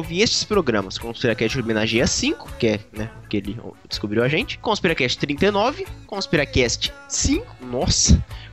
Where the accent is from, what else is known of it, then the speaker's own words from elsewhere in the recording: São José do Rio Preto, São Paulo, Brazil; Mas somos de Rio Preto.